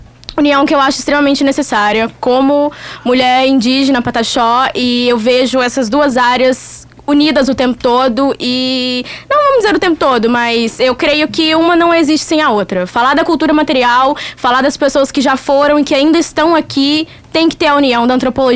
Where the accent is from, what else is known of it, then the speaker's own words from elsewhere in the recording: Minas Gerais, Brazil; now in Pelotas, Brazil; Sou de Minas Gerais, um beijo para todas as mineiras e mineiros que estão em Pelotas.